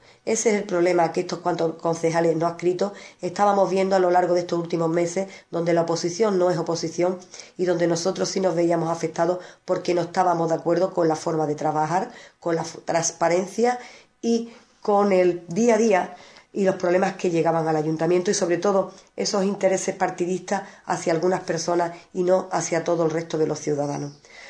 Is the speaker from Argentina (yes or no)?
no; Ubrique, Andalusia, Spain; Solo trabajaremos en beneficio de nuestro pueblo. No dejo mi pueblo por ninguno de esos organismos. Y esta noche, esta agrupación no va a dar un mitin como es de costumbre. Nosotros queremos estar cerca de todos nuestros vecinos y estaremos en la calle para escucharlos y atenderlos. AICU trabajará por todos los vecinos de Ubrique.